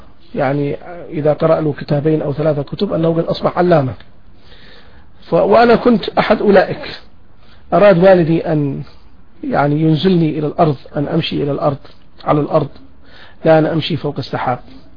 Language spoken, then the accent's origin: Arabic; Taif, Makkah Province, Saudi Arabia; فرضت علينا الظروف أن نعيش في مدينة الطائف كما يعلم الجميع بطحا كبيرا من الزمن، وأنا ولدت في مدينة الطائف في عام 1967